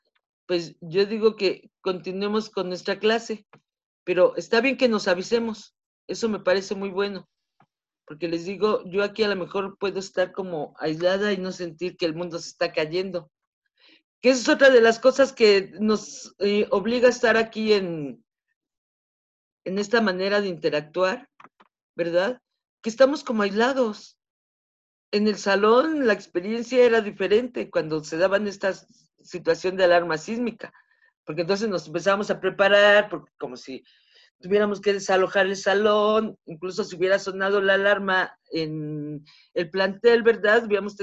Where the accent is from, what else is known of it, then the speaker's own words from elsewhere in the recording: Mexico City, Mexico; yo soy del lado de los Pedregales, en la zona de los Pedregales de la Ciudad de México. Estoy acá hasta por el Estadio Azteca. Yo aquí desde mi ventana veo el Estadio Azteca. Entonces estoy muy al